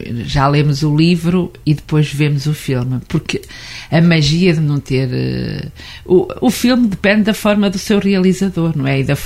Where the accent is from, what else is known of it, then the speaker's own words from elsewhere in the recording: Seia, Guarda, Portugal; eu cresci em Ceia, não é?